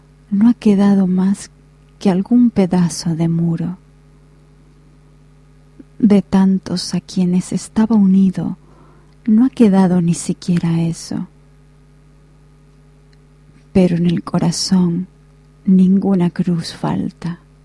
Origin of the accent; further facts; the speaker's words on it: Asturias, Spain; Hoy es un día muy importante para todos los asturianos, para mí también porque yo soy asturiana.